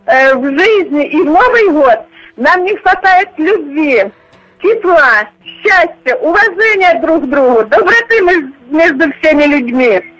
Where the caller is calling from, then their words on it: Voronezh Oblast, Russia; Я звоню из Воронежской области.